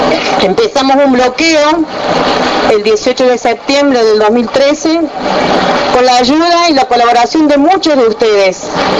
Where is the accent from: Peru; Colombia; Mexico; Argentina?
Argentina; Tartagal, Salta; born there; now in Córdoba, Argentina; Soy salteña de origen. Como les decía, soy salteña de origen, nacida acá cerca, en Tartagal.